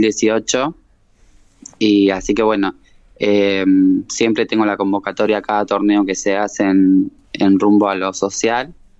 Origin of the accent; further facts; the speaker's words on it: Eduardo Castex, La Pampa, Argentina; now in Santa Rosa, Argentina; Yo vengo de Eduardo Castex, era jugadora del club estudiantil y bueno, me fui a estudiar a Santa Rosa